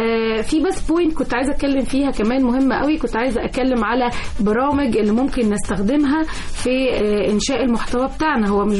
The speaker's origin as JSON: {"language": "Arabic", "country": "Egypt", "said": "وايه السبب اللي بيحصل ليه جت عندنا في مصر وهكذا"}